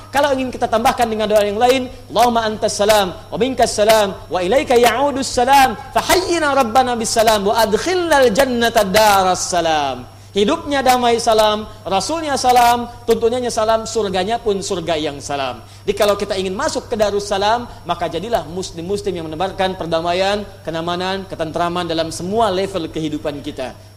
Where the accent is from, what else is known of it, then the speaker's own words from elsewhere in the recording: Pandeglang, Banten, Indonesia; born there; Di tempat kelahiran kami di Pandeglang, di Matla Al Anwar, ya, di MA Matlaul Anwar.